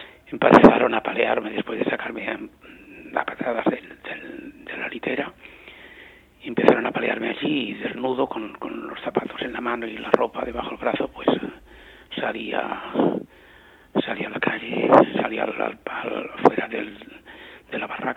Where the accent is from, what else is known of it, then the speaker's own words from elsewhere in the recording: Spain; yo había conocido una situación revolucionaria y generosa en mi país y había cambiado todo totalmente y no podía ya seguir viviendo en esta España